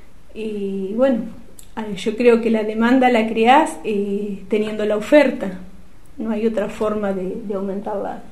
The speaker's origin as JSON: {"language": "Spanish", "town": "Guardia Mitre", "region": "Río Negro", "country": "Argentina", "tie": "born or raised there", "moved": "as an adult", "said": "estuve 9 años en mi pueblo, que es Guardia Mitre, y después me vine para acá. Y bueno, ¿qué pasó? Yo me vine por cuestiones familiares"}